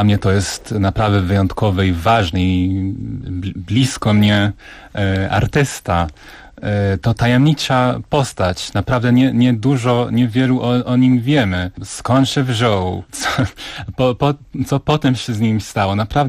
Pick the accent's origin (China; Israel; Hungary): Israel; Polish is a second language; also born or lived in United States; now in Warsaw, Poland; No tak przez przypadek urodziłem się w Stanach, ale całe życie mieszkałem w Izraelu i dopiero 3 lata temu, tak jak mówiłem, przyjechałem tutaj.